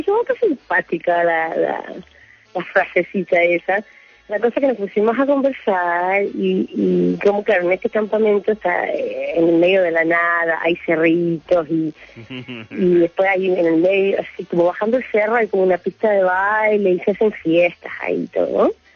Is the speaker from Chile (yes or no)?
yes; Chile; Yo soy chilena, sí.